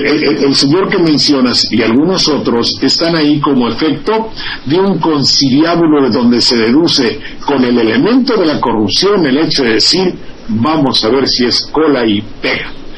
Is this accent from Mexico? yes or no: yes; Mexico; Somos de este país, somos mexicanos.